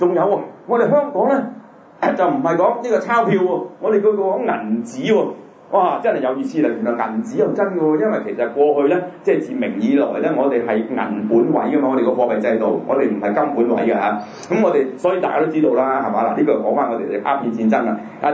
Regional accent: Guangdong, China; 咁以前我哋都知啦，成細細個都知啦，就誒其實我哋廣東人咧俾人叫做南蠻啊

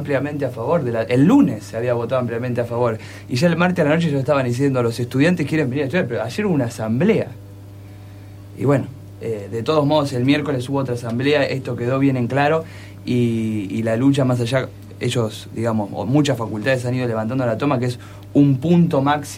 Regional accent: Balcarce, Buenos Aires Province, Argentina; yo me había ido el viernes a Balcarce, soy de Balcarce, me vine a estudiar

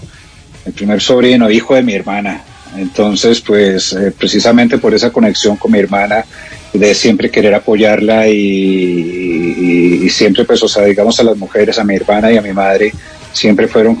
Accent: Bogotá, Colombia; no, una costeña, pues no creo, pues porque yo soy cachaco.

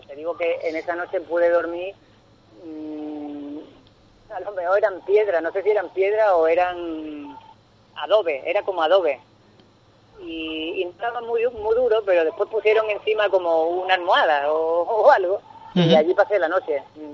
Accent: Ubrique, Andalusia, Spain; que llegaran a mi casa o a mi pueblo en Ubrique

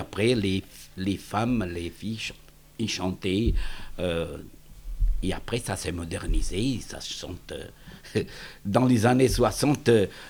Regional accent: Portugal; born there; French is a second language; moved away; Oui, je suis né au Portugal.

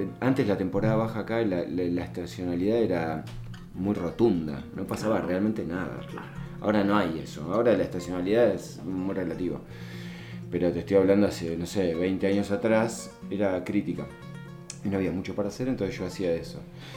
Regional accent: Buenos Aires, Argentina; moved away; No, soy porteño. Pero hace 32 años que vivo acá.

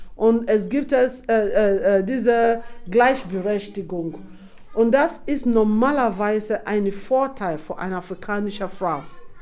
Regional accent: Nembe, Bayelsa, Nigeria; German is a second language; now in Germany; ich erkläre ein bisschen, von wo ich herkomme. Ich komme aus einem Ort namens Nembe.

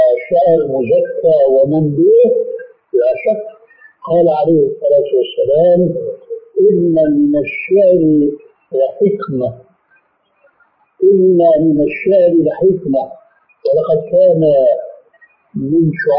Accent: Syria; أول ما شاهدناه عندنا في سوريا

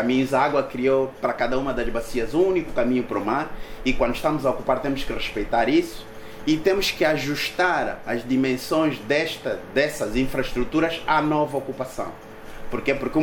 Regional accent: Cazenga, Luanda, Angola; Eu cresci no Cazenga

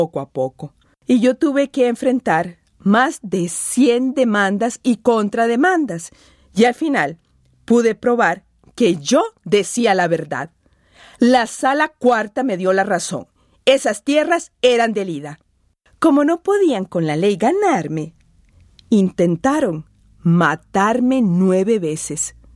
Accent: San José, Costa Rica; born there; Nací en la Legua de Acerrí, San José, Costa Rica, y después me fui a vivir a Pérez Zeledón.

